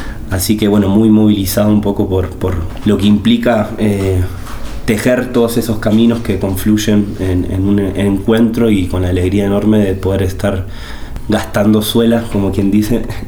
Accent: Junín de los Andes, Neuquén, Argentina; Bueno, como decía Maiten, venimos de la zona de Junín de los Andes, al sur de la provincia de Neuquén.

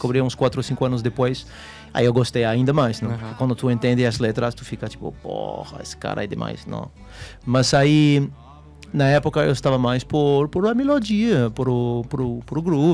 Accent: France; Portuguese is a second language; eu cresci na França dos anos, final dos anos 80, começo nos anos 90, né

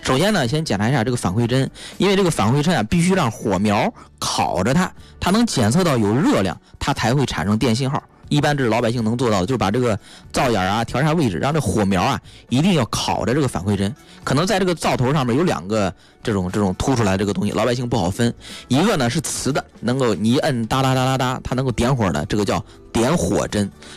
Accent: China

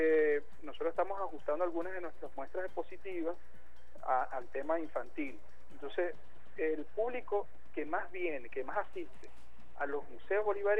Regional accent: Venezuela; sistematiza lo que somos ahora como venezolanos

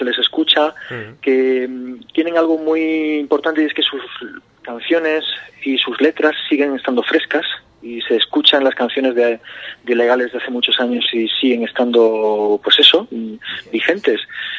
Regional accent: Jaén, Andalusia, Spain; yo soy de Jaén, o sea que a mí la tierra, mi tierra siempre me tira

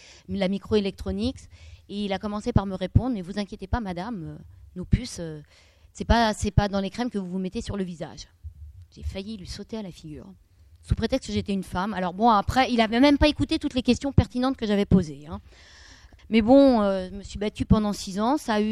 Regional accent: Grenoble, Auvergne-Rhône-Alpes, France; Alors, je suis de Grenoble.

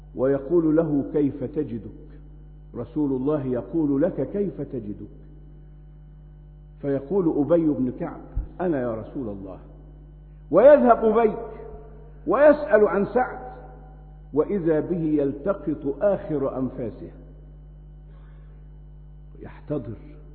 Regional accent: Egypt; ما نشاهده الآن في بلدنا مصر

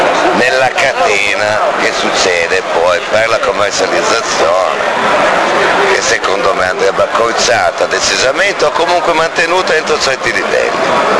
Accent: Dogliani, Piedmont, Italy; Cuneo Dogliani, Monforte d'Alba Dogliani.

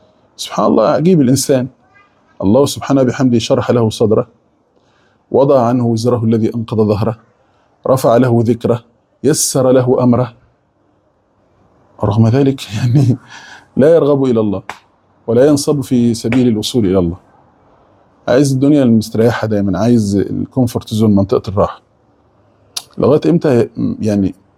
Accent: Egypt; يعني اقول احنا كمصريين فص ملح وداب

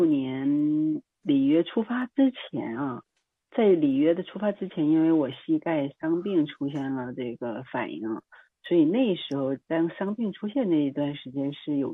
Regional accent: China; 实现了我们中国人自行车人的梦想

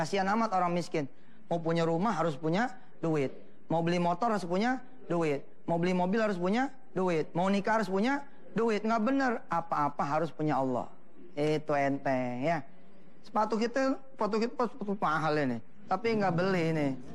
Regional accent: Jakarta, Indonesia; Ribet, saya ini orang Betawi ya, gak demen dikecilin orang.

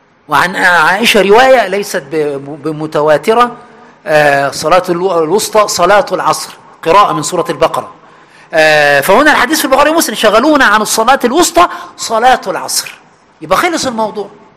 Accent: Aswan, Aswan Governorate, Egypt; moved away; حتى عندنا في أسوان عندما آخر مرة رحتها من حوالي 10 سنين

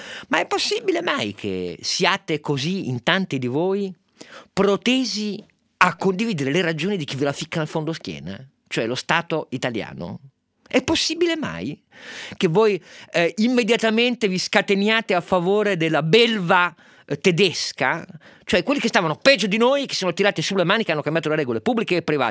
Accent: Turin, Piedmont, Italy; Io che da torinese, piemontese

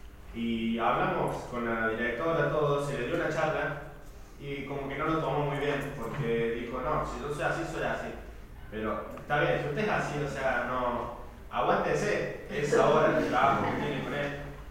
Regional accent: France; Yo soy de la República de Francia.

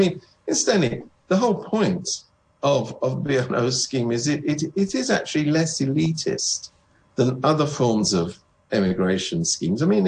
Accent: United Kingdom; now in Hong Kong; I come from Britain where they don't have that particular rule.

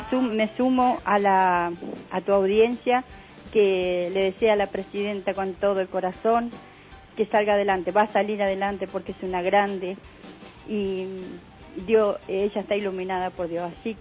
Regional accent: General Roca, Río Negro, Argentina; Buen día, soy de General Roca, Río Negro.

